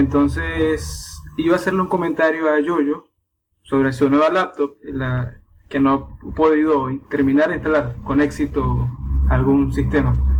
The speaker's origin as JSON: {"language": "Spanish", "country": "Venezuela", "said": "De Venezuela."}